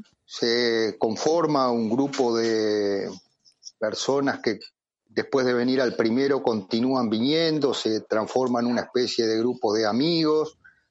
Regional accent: Paysandú, Uruguay; now in Montevideo, Uruguay; yo soy un uruguayo, un oriental, nacido en el interior, en el departamento de Paysandú, una ciudad de aproximadamente unos 70-80 mil habitantes, que se viene a estudiar agronomía a Montevideo

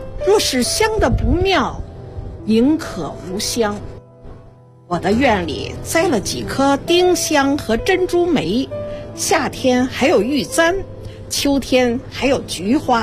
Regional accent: Beijing, China; 从小生活在北京

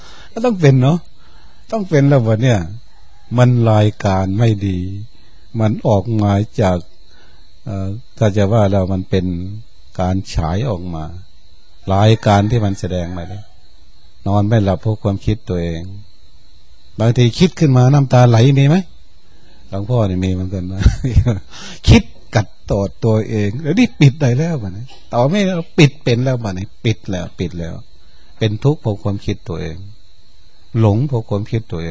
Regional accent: Chaiyaphum, Thailand; หลวงพ่อก็เป็นคนชัยภูมิเราก็เป็นคนชัยภูมิ

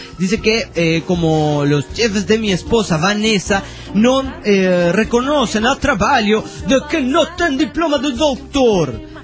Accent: Guerrero Negro, Baja California Sur, Mexico; de Guerrero Negro, Baja California, sur de México.

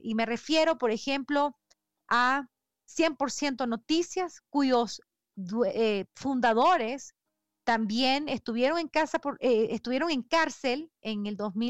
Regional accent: Nicaragua; nuestro llamado como familiares de personas presas políticas y como nicaragüenses es a hacer un alto a la represión

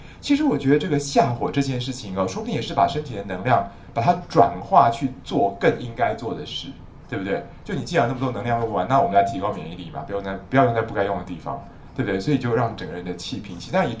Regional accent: China; 像官员我们中国人说夏秋之交灸官员，对不对？

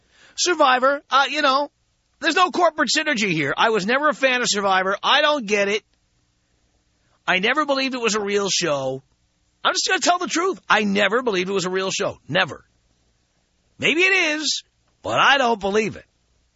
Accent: New York City, New York, United States; Thing is, I grew up in New York City.

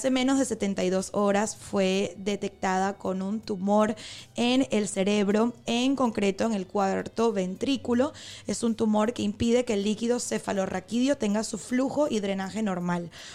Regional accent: Venezuela; now in Spain; Tendría que ver si se celebra también aquí en España, en mi país, Venezuela.

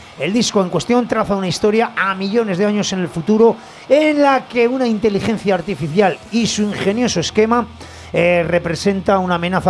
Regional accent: Aragon, Spain; que soy de afuera, que soy un maño de ribazo

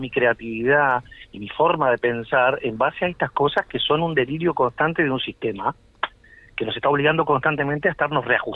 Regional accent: Montevideo, Uruguay; born there; toda mi familia es de Aguascorriente. Yo nací en Montevideo, sí. Porque a mi padre lo trasladaron, mi padre trabajaba en la OCE.

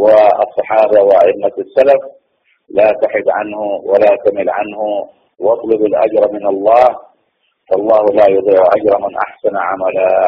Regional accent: Saudi Arabia; عندنا في السعودية

